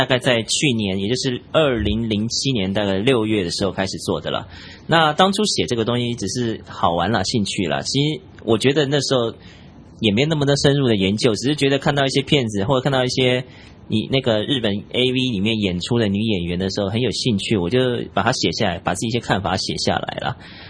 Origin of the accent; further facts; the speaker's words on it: Taiwan; 我来自台湾。